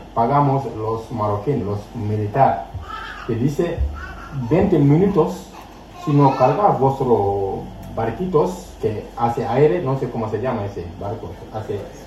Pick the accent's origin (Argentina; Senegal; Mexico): Senegal; Spanish is a second language; Soy de Senegal, la vida mal con mi familia, luego paso, soy soldador de barcos.